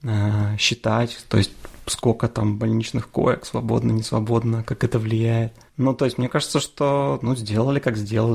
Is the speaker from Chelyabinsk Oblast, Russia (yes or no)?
yes; Chelyabinsk, Chelyabinsk Oblast, Russia; born there; Это не то, что я такой там патриот Челябинска и там считаю, что ты должен жить там, где ты родился.